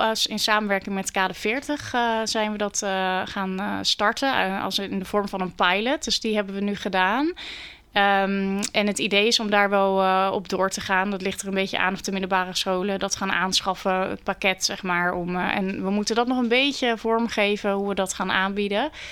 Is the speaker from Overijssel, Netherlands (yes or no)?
no; Vlaardingen, South Holland, Netherlands; born there; maar ik begin in Vlaarding, omdat dat is mijn geboortestad.